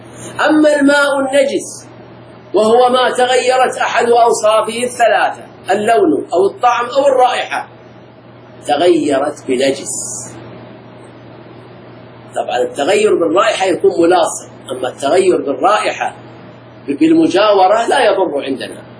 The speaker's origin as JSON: {"language": "Arabic", "town": "Al-Ahsa", "region": "Eastern Province", "country": "Saudi Arabia", "said": "عندنا في الأحساء"}